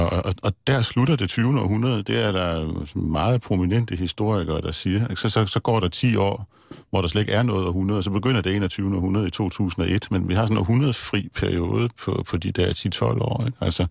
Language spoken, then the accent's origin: Danish; Region of Southern Denmark, Denmark; Jeg voksede op i Sønderjylland, ikke?